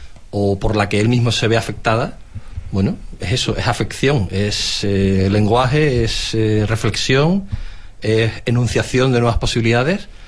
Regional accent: Andalusia, Spain; Y nosotros, yo como andaluz

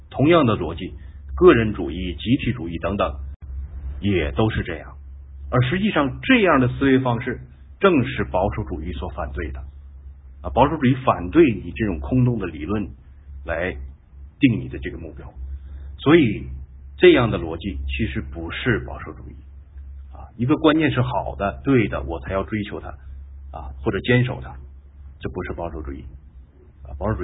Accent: China; 外国的传统再好，对于我们中国人来说是陌生的

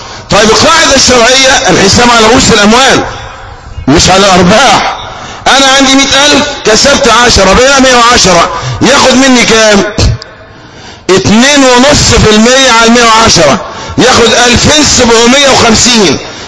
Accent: Egypt; مثلا عندنا في مصر مصلحة ضخمة جدا

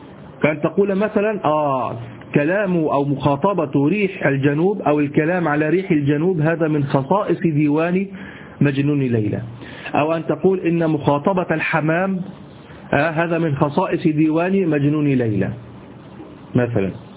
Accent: Egypt; اليمام اللي احنا عندنا في مصر،

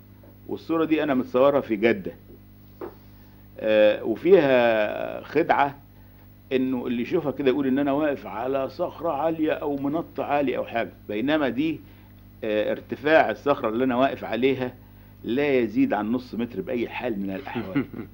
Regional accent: Cairo, Cairo Governorate, Egypt; انا من القاهرة.

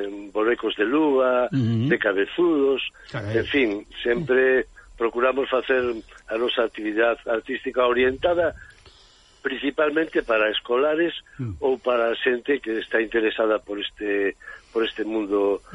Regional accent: Redondela, Galicia, Spain; now in Porriño, Spain; a miña residencia teño en Porriño, ainda que son de Redondela, estamos ao lado

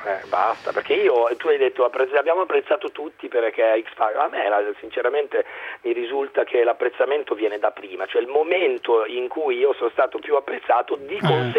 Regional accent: Monza, Lombardy, Italy; io sono di Monza

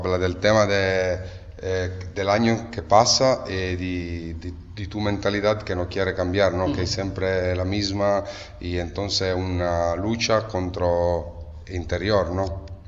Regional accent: Italy; Spanish is a second language; porque nosotros somos italianos

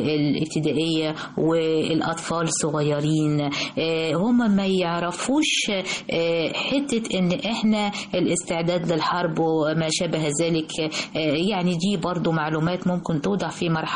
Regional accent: Egypt; هذا النصر العظيم الذي نفتخر به جميعا كمصريين

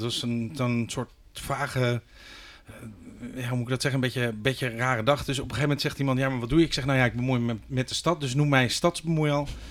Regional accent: Leiden, South Holland, Netherlands; now in Rotterdam, Netherlands; ik ben een geadopteerde Rotterdammer. Ik ben geboren en getogen in Leiden. Vervolgens heb ik een tijdje in die andere grote stad in Nederland gewoond.

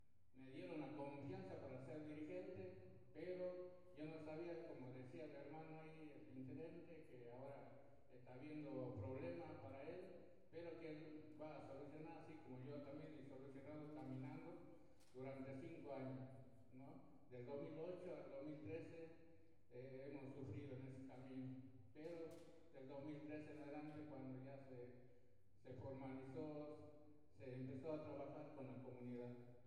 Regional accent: Aguaray, Salta, Argentina; vengo de la provincia de Aguaray. Y bueno, soy el cacique, como dicen, Burubicha en guaraní. Represento a la comunidad de Piquerenda Viejo

